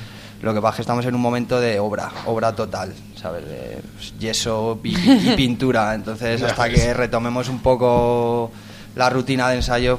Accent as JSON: {"language": "Spanish", "town": "Madrid", "region": "Community of Madrid", "country": "Spain", "said": "Somos de Hortaleza, que no lo hemos dicho."}